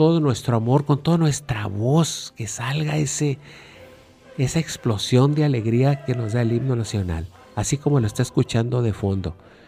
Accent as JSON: {"language": "Spanish", "country": "Mexico", "said": "Yo pienso que como mexicanos vivimos en un país de leyes"}